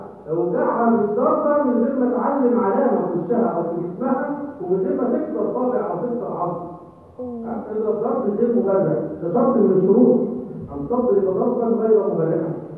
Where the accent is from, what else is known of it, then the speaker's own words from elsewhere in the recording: Egypt; وانا دائما اقول يعني احنا عندنا في مصر